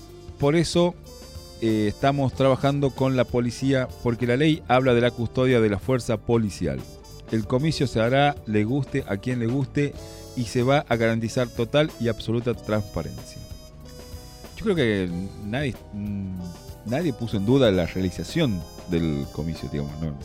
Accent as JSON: {"language": "Spanish", "town": "Villa Castelli", "region": "La Rioja", "country": "Argentina", "said": "yo soy de Villa Castelli y me llevan a votar a Castro Barros."}